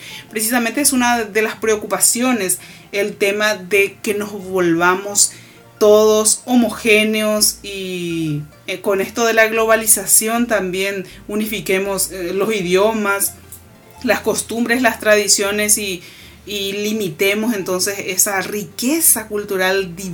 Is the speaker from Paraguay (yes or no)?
yes; Paraguay; los valores culturales que nosotros tenemos como paraguayos, nuestra paraguayidad, como decimos normalmente nosotros.